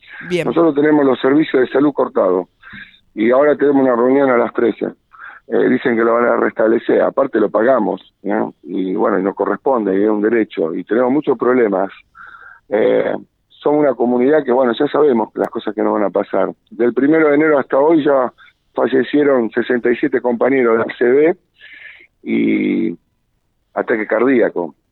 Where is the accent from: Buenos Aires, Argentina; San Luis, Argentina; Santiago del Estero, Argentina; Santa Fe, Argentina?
Santa Fe, Argentina; La Constitución Nacional 2 veces se hizo en Santa Fe, y bueno, como santafesinos, pongámonos la pila